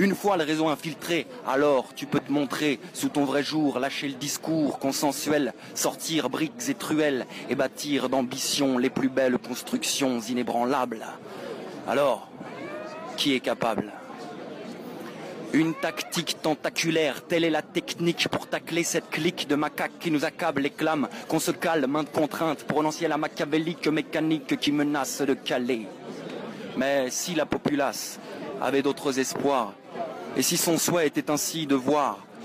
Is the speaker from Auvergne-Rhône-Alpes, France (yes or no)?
yes; Auvergne-Rhône-Alpes, France; Alors, je viens d'Ardèche